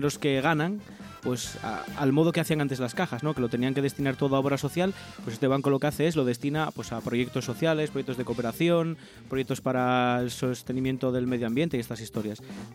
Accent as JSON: {"language": "Spanish", "town": "Avilés", "region": "Asturias", "country": "Spain", "said": "yo soy de Avilés"}